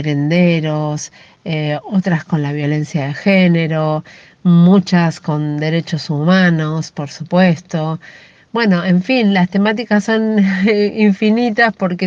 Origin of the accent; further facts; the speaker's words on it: Buenos Aires, Argentina; y lo rioplatense, que es lo que me identifica porque soy de Buenos Aires, amo Buenos Aires.